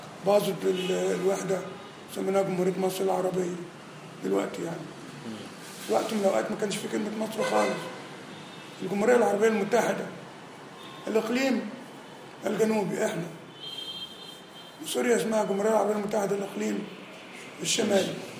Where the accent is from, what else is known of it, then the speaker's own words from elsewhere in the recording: Nigeria; مدفون عندنا في نيجيريا